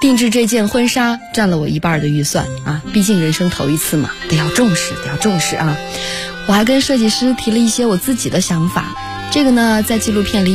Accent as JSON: {"language": "Chinese", "region": "Xinjiang", "country": "China", "tie": "born or raised there", "said": "因为我爱新疆啊。虽然北京也很好，但是我性格中的很多东西都是我的家乡带给我的。"}